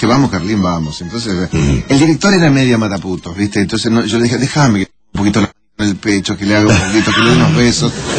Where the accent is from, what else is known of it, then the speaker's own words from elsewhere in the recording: Tandil, Buenos Aires Province, Argentina; born there; Tandil, provincia de Buenos Aires. La misma patria que del Potro.